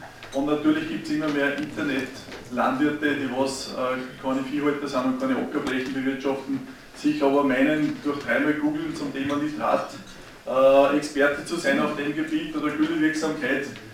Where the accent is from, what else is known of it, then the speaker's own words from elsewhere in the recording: Upper Austria, Austria; Ich komme aus dem Bezirk Vöcklabruck